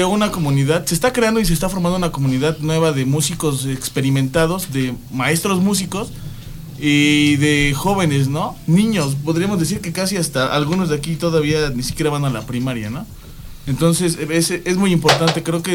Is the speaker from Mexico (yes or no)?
yes; Ameca, Mexico; yo soy de Ameca, no soy de Ayapango